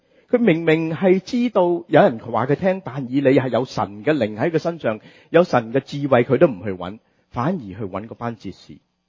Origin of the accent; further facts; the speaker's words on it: Hong Kong; 我們香港人喜歡說人家沒有腰骨，是吧？